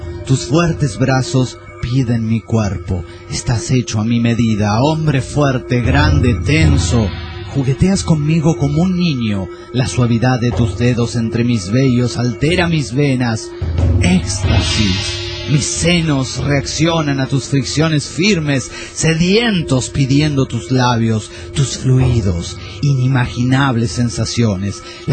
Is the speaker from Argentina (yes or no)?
no; Costa Rica; de Costa Rica.